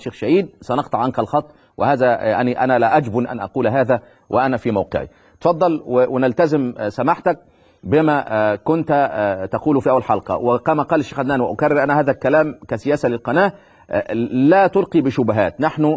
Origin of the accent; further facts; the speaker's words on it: Egypt; زي كما يقولون عندنا في مصر